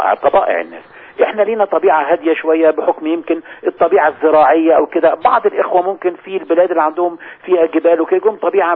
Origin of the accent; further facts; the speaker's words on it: Egypt; فلما الفرقة الانشاد الديني علمت ان انا مصري